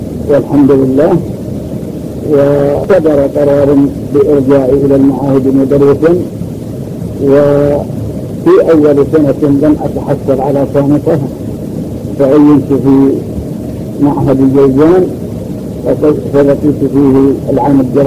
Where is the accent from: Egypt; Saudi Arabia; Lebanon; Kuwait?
Saudi Arabia; Al-Majaniyah, Jazan Province; born there; من مواليد قرية المجانية، وكانت ولادتي في آخر عام 46,300.